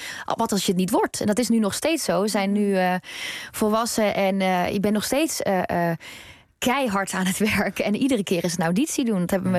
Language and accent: Dutch; North Brabant, Netherlands; Ik woon niet meer in Brabant, maar ik kom uit Brabant.